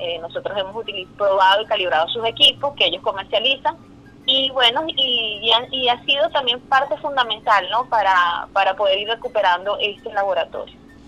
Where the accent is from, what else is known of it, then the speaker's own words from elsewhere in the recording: Venezuela; como mujeres venezolanas, como mujeres latinas, tenemos un reconocimiento bien marcado